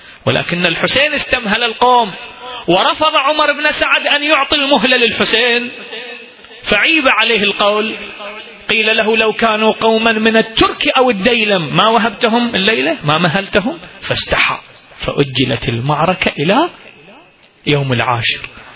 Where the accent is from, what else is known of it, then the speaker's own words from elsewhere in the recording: Iraq; احنا اكو فد بيت من الشعر عندنا بالعراق ينقري